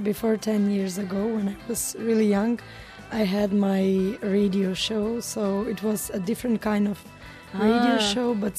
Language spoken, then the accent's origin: English; North Macedonia; English is a second language; And I study in Macedonia. I'm from Macedonia.